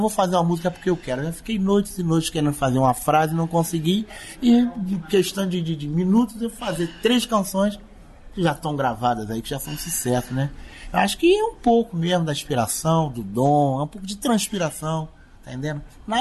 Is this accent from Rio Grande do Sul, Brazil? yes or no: no; São João do Meriti, Rio de Janeiro, Brazil; São João do Meriti, lá no Rio de Janeiro, município de São João do Meriti, que é onde eu me criei. Na verdade, me criei em São João do Meriti, nasci em Madureira, né?